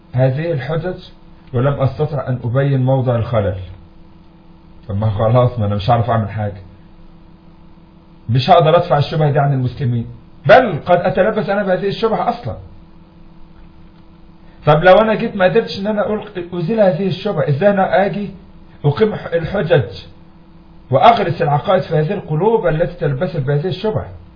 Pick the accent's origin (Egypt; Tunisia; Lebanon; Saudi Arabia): Egypt; عندنا في مصر بعض المدرسين تركوا كتب السلف